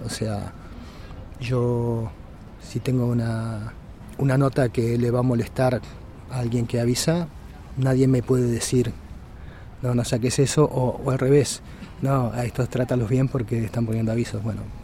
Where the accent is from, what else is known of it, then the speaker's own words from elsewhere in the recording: Montevideo, Uruguay; soy de Uruguay, de Montevideo.